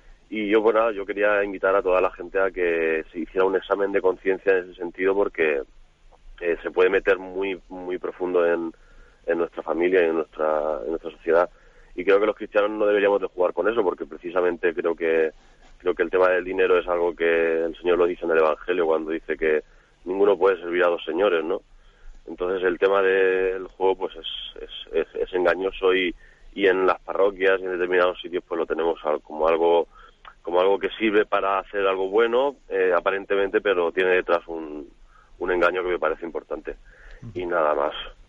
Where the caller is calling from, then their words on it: Alicante, Valencian Community, Spain; de Alicante.